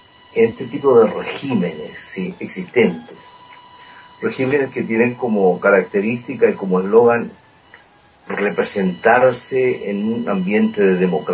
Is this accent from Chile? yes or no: yes; Chile; nosotros como chilenos vivimos esa experiencia muy dura, muy fuerte